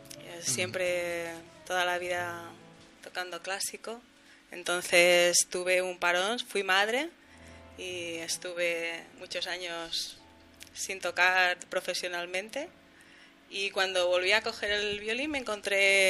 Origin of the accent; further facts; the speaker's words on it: Barcelona, Catalonia, Spain; born there; mi familia es de allá, del sur. Yo soy nacida en Barcelona